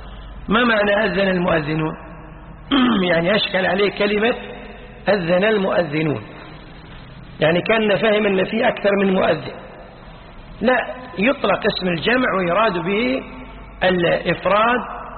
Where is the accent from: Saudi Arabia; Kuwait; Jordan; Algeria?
Kuwait; يعني مثلا عندنا بالكويت توقيت موضوع من أول سنة 86